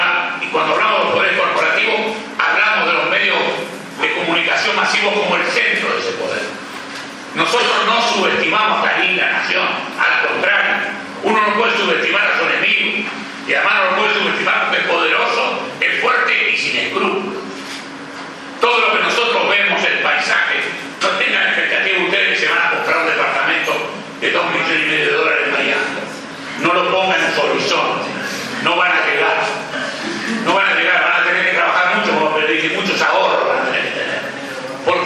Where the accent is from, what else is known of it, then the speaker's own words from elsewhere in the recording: La Plata, Buenos Aires Province, Argentina; Un platense, como yo también soy platense.